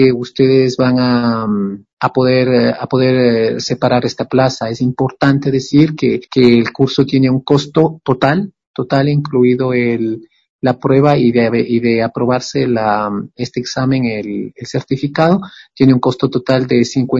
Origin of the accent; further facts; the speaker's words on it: Quito, Pichincha, Ecuador; moved away as an adult; also born or lived in Kassel, Germany; yo pues soy un músico quiteño